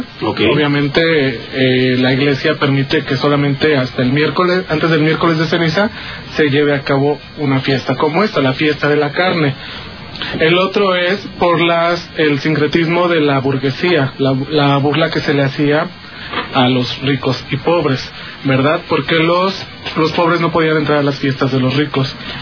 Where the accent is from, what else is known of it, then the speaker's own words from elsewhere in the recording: San Juan de Aragón, Mexico City, Mexico; venimos del pueblo de San Juan de Aragón.